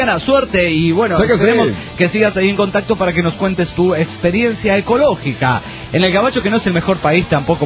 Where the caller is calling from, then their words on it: Hermosillo, Sonora, Mexico; de Hermosillo, Sonora, México.